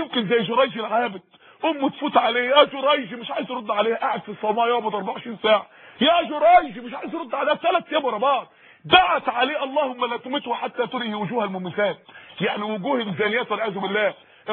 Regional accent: Mansoura, Dakahlia, Egypt; عندنا اخت في المنصوره عندنا في المنصوره

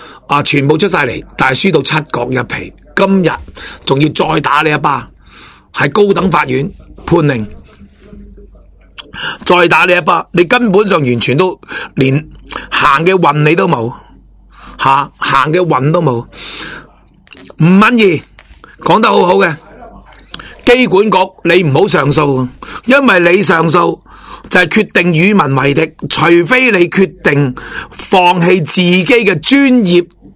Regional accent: Hong Kong; 但系香港人下一节讲，香港人有我哋香港人嘅必要嘅嘢

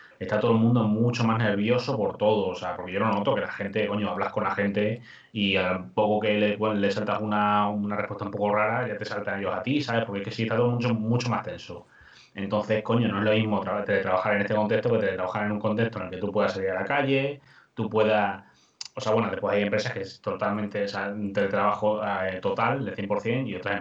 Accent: Extremadura, Spain; porque me quiero ir a mi pueblo, ya está, me voy a Extremadura

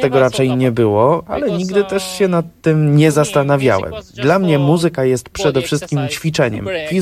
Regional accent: Japan; Polish is a second language; now in Toruń, Poland; Pochodzę z Japonii, teraz pracuję jako badacz w Toruniu.

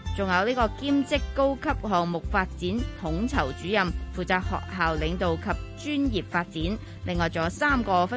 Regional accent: Hong Kong; 寒天即系我哋香港人成日讲嘅大菜糕嘅大菜

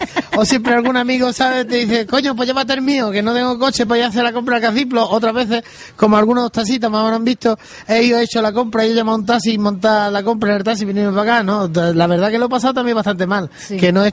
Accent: Coripe, Andalusia, Spain; accent: Andalusian; Yo soy de Sevilla, del último pueblecito de la provincia de Sevilla, lindando con la serranía de Cádiz, que se llama la Sierra Sur. Se llama Coripe, donde es un pueblo muy bonito, una gente muy maravillosa y muy barato.

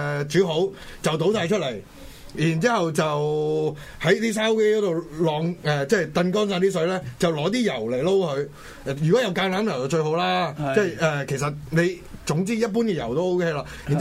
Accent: Hong Kong; 即係好似我哋香港人飲嘅奶茶同埋英式奶茶都完全唔同

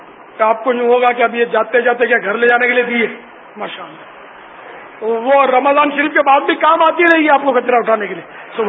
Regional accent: Pakistan; ہمارا آبائی وطن تو ہند ہے لیکن اب ہم پاکستانی ہیں یار, پاکستانی بھی ہیں, ہندی بھی ہیں, ہم سندھی بھی ہیں, پنجابی بھی ہیں, پٹان بھی ہم سب ہیں.

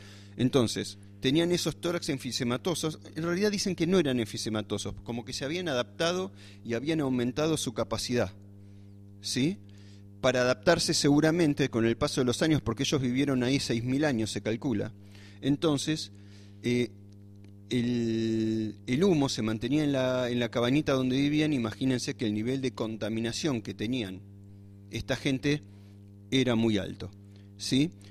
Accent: Buenos Aires, Argentina; born there; moved away; en mi caso me escapé de un lugar así porque soy nacido en Buenos Aires

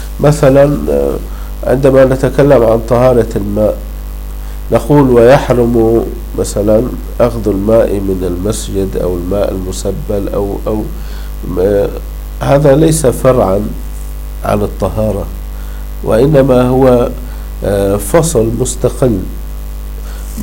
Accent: Syria; عندنا في الشام حديث الحمامات

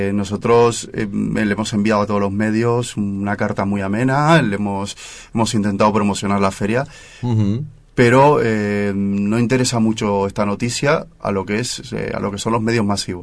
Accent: Madrid, Community of Madrid, Spain; yo soy de otro barrio, soy de Puente de Vallecas

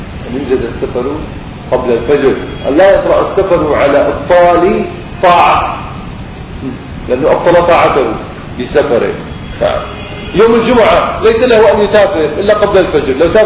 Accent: Syria; فعرفوني اني انا من سوريا فوقفوا.

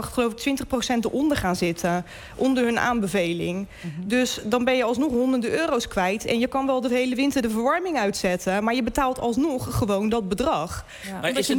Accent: Rotterdam, South Holland, Netherlands; En ik kom zelf uit Rotterdam-Zuid. Ja, daar hebben mensen het ook niet breed.

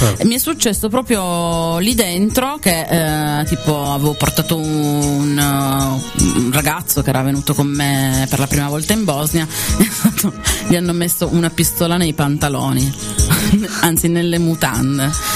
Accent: Turin, Piedmont, Italy; Sono di Torino. Che ci vogliamo fare?

